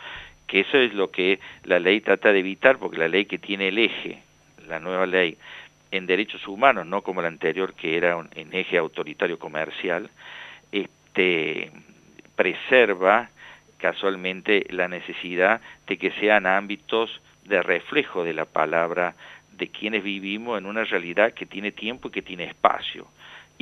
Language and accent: Spanish; Córdoba, Argentina; accent: Cordobés; usted sentirá mi tonada cordobesa